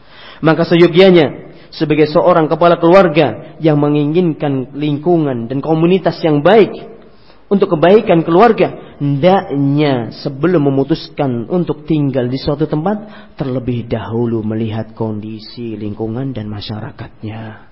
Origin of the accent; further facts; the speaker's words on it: Ngawi, East Java, Indonesia; Di kampung saya di Ngawi, di desa saya, tetangga saya, gak jauh rumahnya dari rumah saya sudah, di Ngawi.